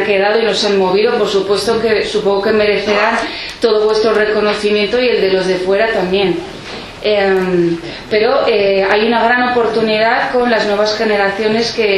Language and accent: Spanish; Pamplona, Navarre, Spain; now in Bidasoa, Spain; yo también soy neorrural. Yo soy de Iruña, pero elegí vivir en un pueblo también en la misma comarca que Izaskun, en el Bidasoa.